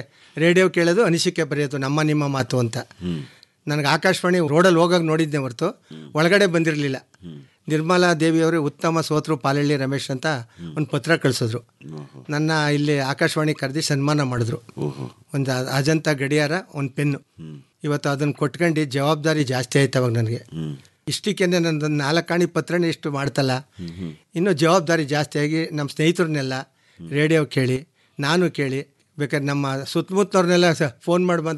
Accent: Pampina Hosahalli, Karnataka, India; ನಮ್ಮ ಸ್ವಂತ ಊರು ಪಂಪಿನ ಹೊಸಹಳ್ಳಿ.

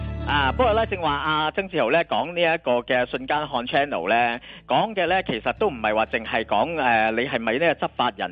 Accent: Hong Kong; 其中包括咧，我哋香港人咧都好中意咧

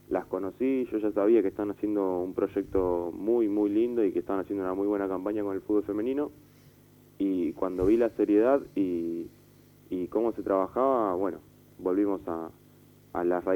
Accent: Barracas, Buenos Aires Province, Argentina; Yo me crié en Barracas, vivo a una cuadra del club

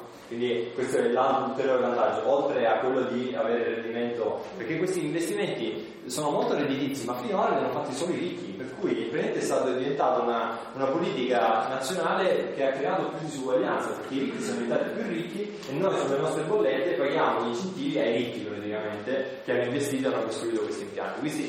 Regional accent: Calabria, Italy; Io sono calabrese, come forse si capisce da un po' dall'accento, e mi sono trasferito qui in Alto Adige

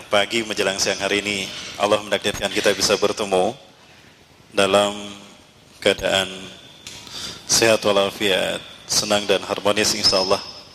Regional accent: Bandung, West Java, Indonesia; asli dari Bandung. Ibu saya orang Dayakolot, ayah saya Bandung tapi keturunan Padang. Kakek saya dari jalur ayah ini orang Bukit Tinggi, Sungai Puar.

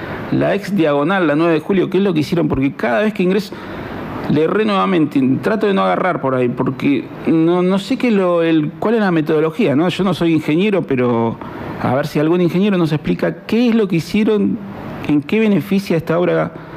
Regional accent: Centenario, Neuquén, Argentina; yo vengo de Centenario, bueno, algunos saben. Es más, estamos cerquita del autódromo

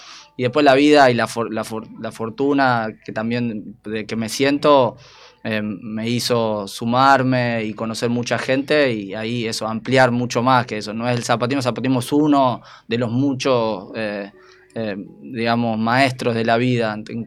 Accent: Argentina; A mí me tocó empezar a caminar en estas latitudes que hoy se conocen como Argentina.

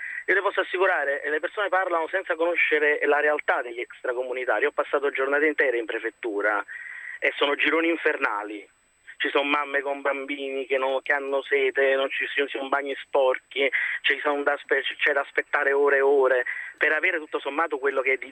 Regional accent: Naples, Campania, Italy; now in Rome, Italy; chiamo da Roma ma sono napoletano.

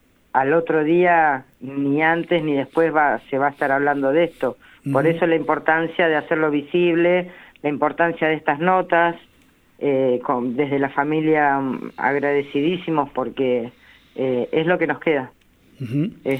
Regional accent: Necochea, Buenos Aires Province, Argentina; Yo soy de Necochea.

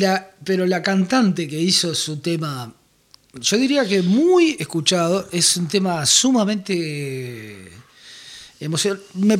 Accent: Uruguay; acá en Uruguay decimos terraja, ¿viste?

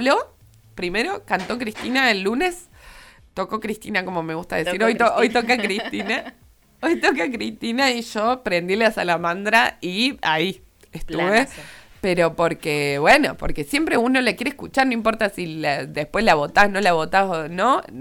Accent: Córdoba, Argentina; Yo soy muy cordobesa, entonces por ahí no entiendo muy bien esto

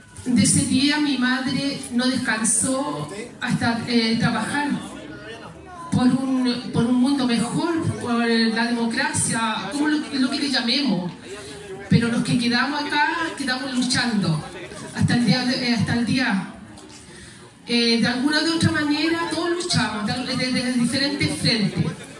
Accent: Peñalolén, Santiago Metropolitan, Chile; un cambio rotundo en la familia y en todo aquí Peñarolén, Lormida. Nosotros somos del Río de Abajo, Villa Yungay.

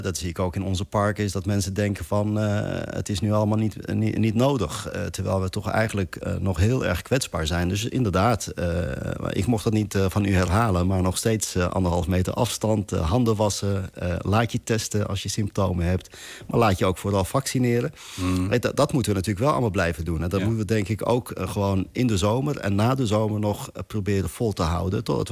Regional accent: Netherlands; ik denk dat we dat ook gewoon als Nederlanders gewoon met z'n allen echt nodig hebben.

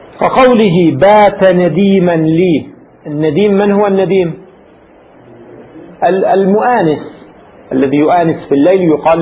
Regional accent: Lebanon; في العامية عندنا في لبنان يستعمل في الفترة الأخيرة مثل من هذا القبيل

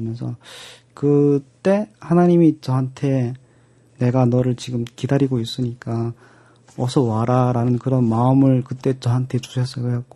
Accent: North Korea; now in South Korea; 근데 그때는 내가 북한 사람이라는 걸 그 티를 안 내려고 엄청 한국말을 엄청 하려고 막 정말 노력하고

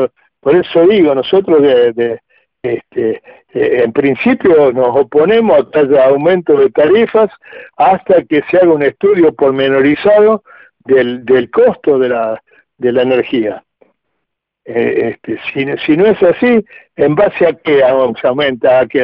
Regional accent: Argentina; somos todos los argentinos dueños de eso.

